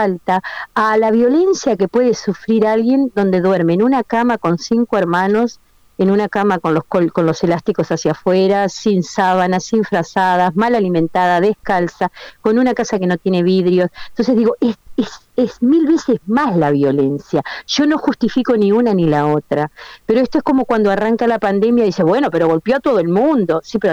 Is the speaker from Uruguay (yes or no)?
yes; Uruguay; yo fui vendedora como tantas uruguayas, calculo, de estos productos por catálogo de belleza